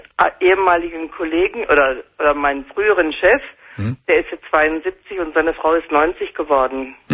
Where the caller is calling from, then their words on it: Southern Germany, Germany; Wie gesagt, ich komme aus Süddeutschland und ich gucke das regelmäßig.